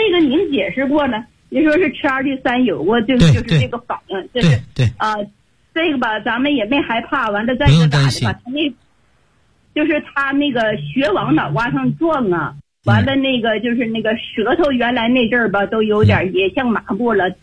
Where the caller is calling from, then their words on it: Beijing, China; 我是北京的学员，我今年72岁了。